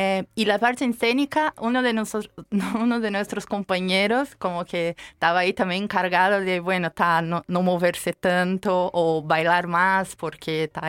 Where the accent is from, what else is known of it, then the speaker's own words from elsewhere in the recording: Brazil; soy brasileña, claro.